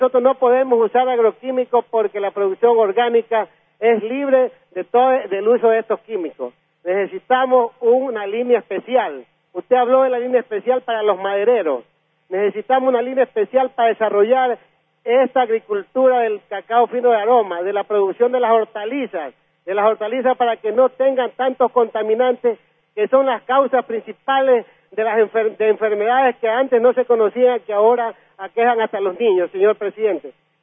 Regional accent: Vinces, Los Ríos, Ecuador; Yo he sido docente universitario casi 30 años aquí en mi pueblo. Yo soy de Vinces, ingeniero agrónomo

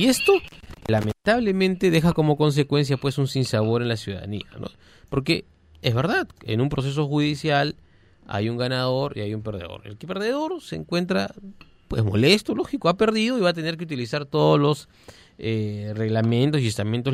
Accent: Tacna, Peru; Usted que es de provincia, pues, yo por ejemplo que soy de Tacna

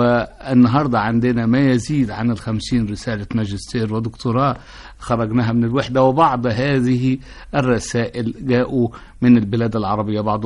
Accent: Egypt; وأنا كأي مصري شديد الزهو بكوني مصري جنسي.

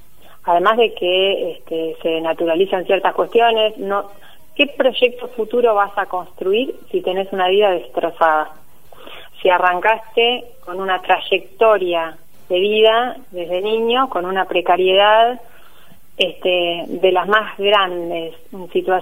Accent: Tandil, Buenos Aires Province, Argentina; moved away as an adult; also born or lived in La Plata; soy de acá de Tandil, viví hasta los 18, como fui a estudiar a La Plata, y allí estuve hasta el año 2012, ¿sí? Que me volví.

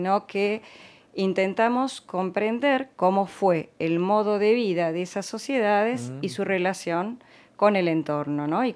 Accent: La Plata, Buenos Aires Province, Argentina; born there; Yo nací acá, en La Plata, uh-huh. y desde muy chica quise saber quiénes habían vivido antes acá.

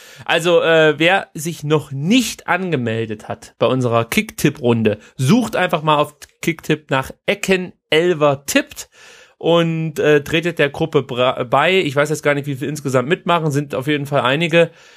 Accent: Baden-Württemberg, Germany; da bin ich Schwabe.

